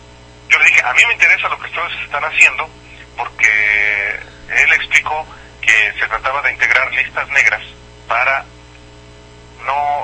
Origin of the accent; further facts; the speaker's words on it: Jalisco, Mexico; now in León, Mexico; Uno es el gobernador de Jalisco, el estado de donde yo soy, Emilio González Márquez. El segundo es el gobernador de Guanajuato, donde ahorita me encuentro justamente aquí en León, Guanajuato